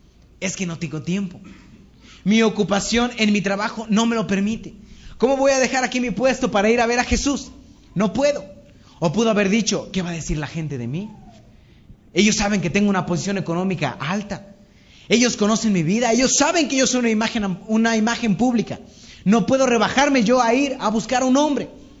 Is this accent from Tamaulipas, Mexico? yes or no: yes; Matamoros, Tamaulipas, Mexico; cuando yo era niño, a mí me ocupaban mucho para dar discursos en nombre de la niñez matamorense. Yo soy de Matamoros.